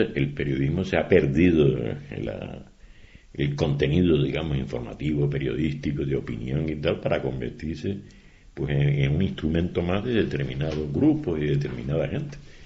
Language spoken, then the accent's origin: Spanish; Canary Islands, Spain; Lo que tenemos que hacer los canarios es, con nuestro acento, con lo que sea y con nuestro léxico, hablar normal y corriente